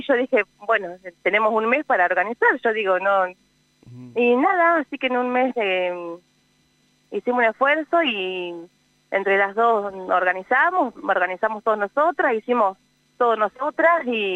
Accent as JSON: {"language": "Spanish", "town": "Uriburu", "region": "La Pampa", "country": "Argentina", "said": "Yo soy de Uriburu"}